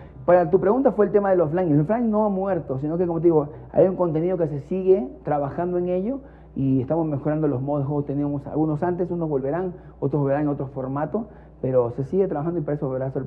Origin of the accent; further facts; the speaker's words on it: Ecuador; yo como ecuatoriano te digo, no estamos pasando económicamente por el mejor momento.